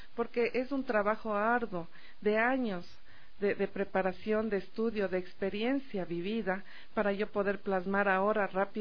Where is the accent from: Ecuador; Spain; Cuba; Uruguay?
Ecuador; resaltar el esfuerzo de mi pueblo ecuatoriano